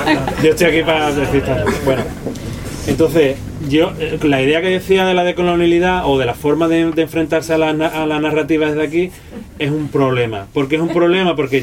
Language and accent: Spanish; Cádiz, Andalusia, Spain; pues vengo de donde vengo, soy de Cádiz y todas estas cosas